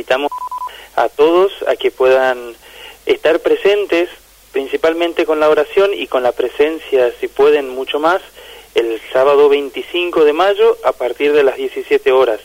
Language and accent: Spanish; Formosa, Argentina; mi parroquia de origen, ahí que yo soy de Formosa, de la parroquia Virgen del Rosario.